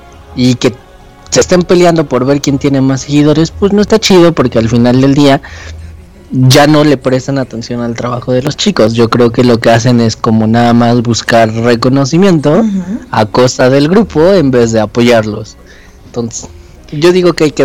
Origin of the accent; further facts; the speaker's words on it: Mexico; Pues sí, ya sabes, como buen mexicano, pues todos queremos que sea nuestro